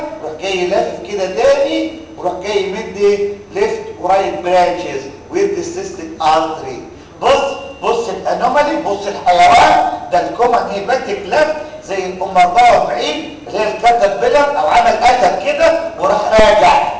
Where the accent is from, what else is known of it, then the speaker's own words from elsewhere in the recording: Egypt; ايوه فانا اتخلص كمصري